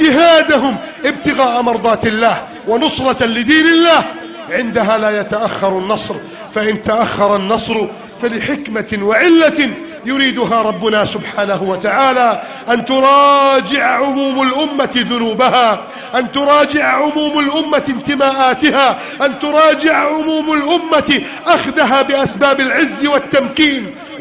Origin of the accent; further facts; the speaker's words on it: Egypt; يا رب بلدنا مصر نستودعك إياها